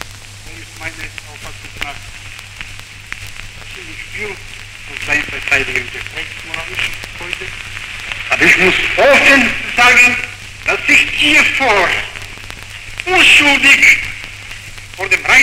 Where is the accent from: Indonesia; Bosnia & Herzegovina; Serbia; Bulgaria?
Bulgaria; German is a second language; Ich wusste intuitiv, war ich überzeugt, dass meine Heimat in Bulgarien niemand das glaubt.